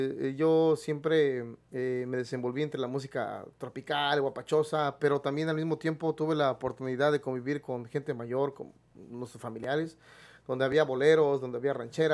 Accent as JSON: {"language": "Spanish", "region": "Mexico City", "country": "Mexico", "tie": "born or raised there", "said": "yo la mitad de la infancia la pasé en el área de Xochimilco, Villacuapa... En el sur de la Ciudad de México, ahí enfrente del Estado Azteca. Ya después, más adelantito, ya nos fuimos a vivir a Valle de Chalco."}